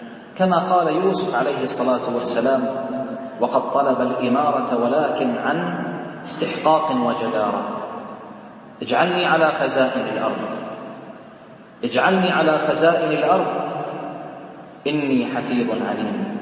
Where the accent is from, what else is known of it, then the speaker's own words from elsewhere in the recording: Bahrain; اللهم احفظ بلدنا البحرين